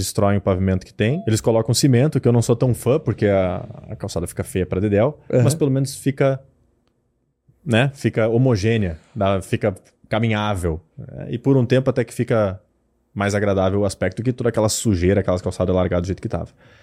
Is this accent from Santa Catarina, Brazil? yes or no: no; Lajeado, Rio Grande do Sul, Brazil; E eu cresci observando isso e vendo isso muito. Por bem ou por mal, lá em Lajado, de onde eu sou, eu achava que era normal.